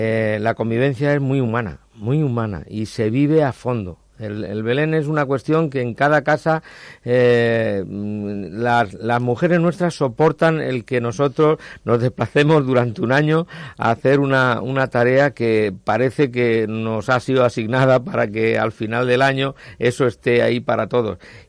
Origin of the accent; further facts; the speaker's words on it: Spain; los variopintos que somos los españoles